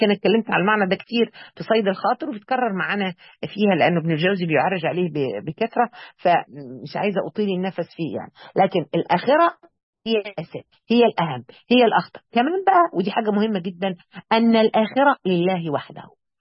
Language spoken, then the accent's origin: Arabic; Mansoura, Dakahlia, Egypt; دلوقتي العزاءات عندنا يعني احنا عندنا في المنصوره، كنت ماشيه في الشارع كده من الشوارع الكبيره في المنصوره